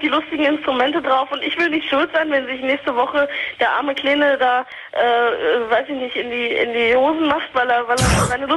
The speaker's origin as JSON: {"language": "German", "country": "Germany", "tie": "born or raised there", "said": "Ich bin ursprünglich Marokkanerin, bin aber in Deutschland aufgewachsen."}